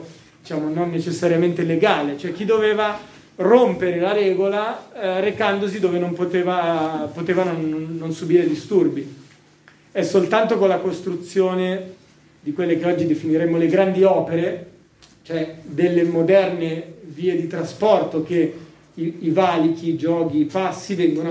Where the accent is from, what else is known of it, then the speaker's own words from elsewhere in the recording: Milan, Lombardy, Italy; visto che io vengo da Milano, usiamo questi linguaggi, noi che parliamo inglese